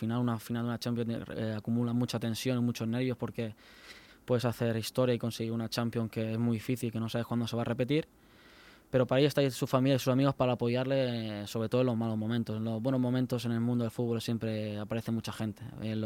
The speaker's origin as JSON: {"language": "Spanish", "town": "Elche", "region": "Valencian Community", "country": "Spain", "said": "yo soy ilicitano y del Elche está en las venas, me corre por las venas."}